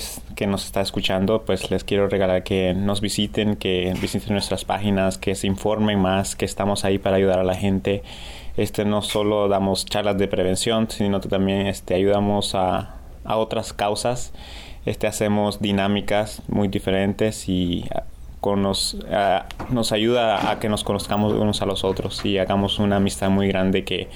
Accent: Nicaragua; moved away; soy original de Nicaragua. Allá nací y me vine aquí hace 13 años.

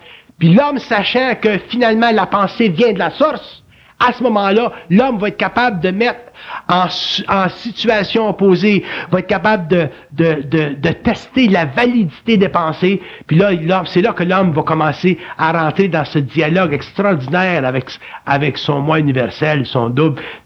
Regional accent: Quebec, Canada; born there; C'est pour ça que je suis né au Québec.

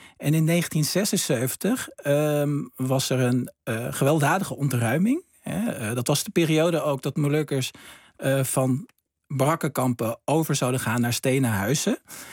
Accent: Vaassen, Gelderland, Netherlands; In Vaassen, waar ik vandaan kom, was er een hulpverleningsinstantie wat zich richtte op werkloosheid, drugsverslaving.

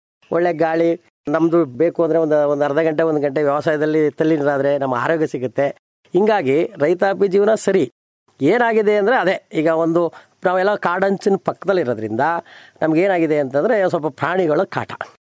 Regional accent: Mudunalli, Karnataka, India; ನಂಜನಗೂಡು ತಾಲೂಕು ಮುಡುನಳ್ಳಿ ಗ್ರಾಮ ಸರ್. ಒಂದು ರೈತರು, ನಮಗೆ ಒಂದು 15 ಎಕರೆ ಜಮೀನಿದೆ ಸರ್.

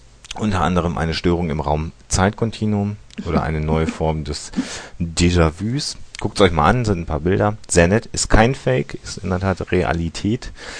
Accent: Münster, North Rhine-Westphalia, Germany; Kurze Sache, wir kommen aus Münster

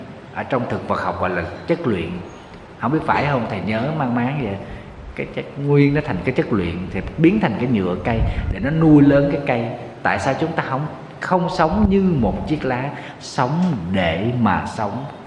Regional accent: Southern Vietnam, Vietnam; Ở miền Nam thì mình thì lá rụng 2 lần. Quê em hay mùa mưa nắng thì lá từ nó rụng 2 lần.

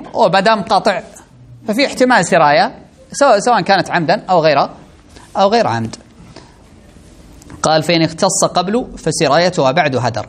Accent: Saudi Arabia; القرارات القضائية عندنا في السعودية هنا

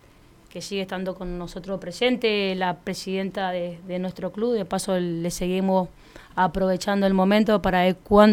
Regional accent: Godoy Cruz, Mendoza, Argentina; Yo soy de Godoy Cruz, nací en Godoy Cruz.

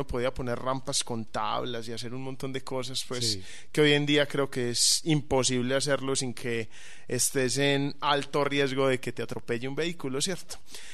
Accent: Medellín, Antioquia, Colombia; Sí, yo soy de Medellín

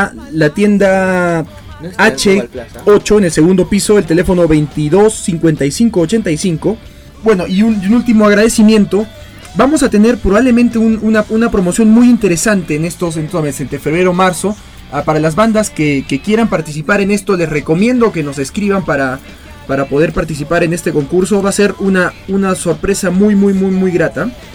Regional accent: Arequipa, Peru; como buenos arequipeños y que nos gusta nuestra comida

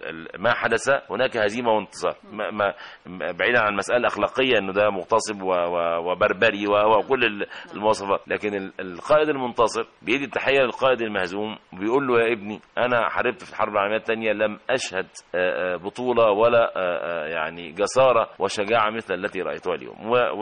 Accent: Kafr El Sharaf El Ibli, Qalyubia, Egypt; also born or lived in Ismailia; فذهبنا الى قريتنا، قريه صغيره اسمها كفر الشرف الابلي في مركز شبين القناطر في القلوبيه

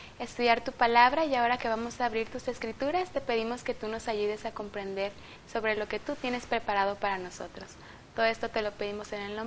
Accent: Puebla, Mexico; vengo de la ciudad de Puebla

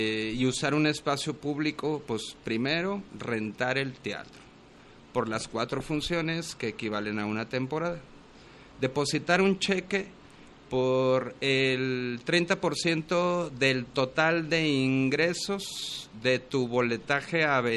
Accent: Guadalajara, Jalisco, Mexico; el teatro que yo hago y el impuesto que yo genero como tapatío

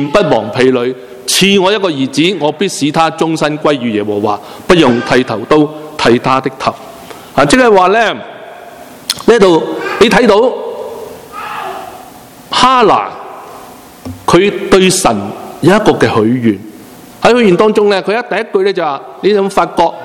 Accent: China; 好像我们中国人一哭二闹三上吊，通常是三样吓人的，不是真的。

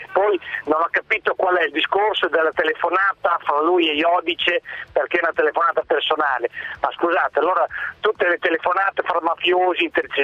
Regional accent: Bologna, Emilia-Romagna, Italy; born there; sto lavorando su Modena e però io sono nato a Bologna

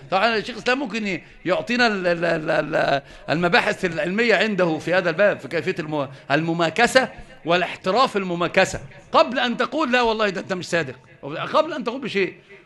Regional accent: Egypt; أنت مصري؟ اه نعم.

